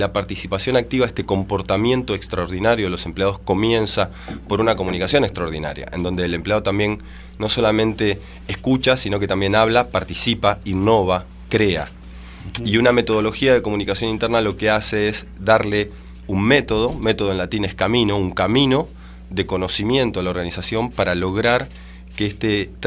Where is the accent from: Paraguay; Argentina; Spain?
Argentina; moved away as an adult; now in Santiago, Chile; Sí, yo soy oriundo de Argentina. Ya. Hace 5 años que estoy viviendo en Santiago de Chile